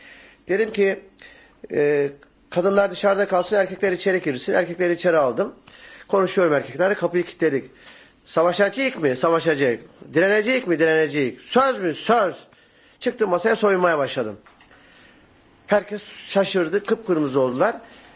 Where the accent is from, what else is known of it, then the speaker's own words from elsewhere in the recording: Bergama, İzmir, Turkey; Bergamalıyım. Daha doğrusu bir Bergama köylüsü denebilir bana.